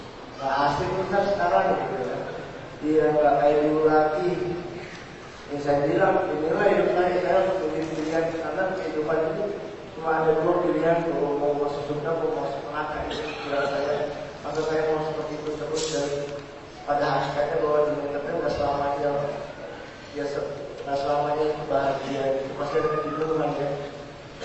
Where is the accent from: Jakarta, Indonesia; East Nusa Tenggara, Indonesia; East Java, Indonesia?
Jakarta, Indonesia; born there; dari Jakarta … Saya ini lahir di Jakarta. Di Jakarta sekarang umur saya 26.